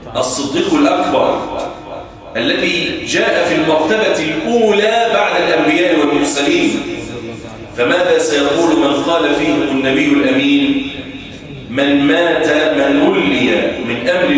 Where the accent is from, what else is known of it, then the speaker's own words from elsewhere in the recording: Egypt; وأن يجعل بلدنا مصر أمنا أمانا سخاء رخاء وسائر بلاد